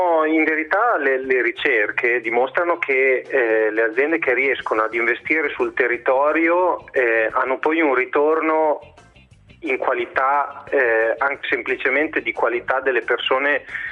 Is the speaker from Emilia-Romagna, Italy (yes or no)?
yes; Bologna, Emilia-Romagna, Italy; visto che siamo di Bologna